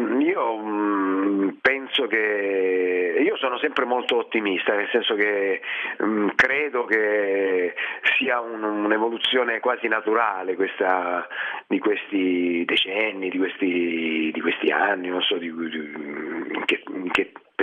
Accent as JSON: {"language": "Italian", "town": "Reggio Calabria", "region": "Calabria", "country": "Italy", "said": "il trascorso calabrese, Reggino in particolare, perché sono di Reggio Calabria"}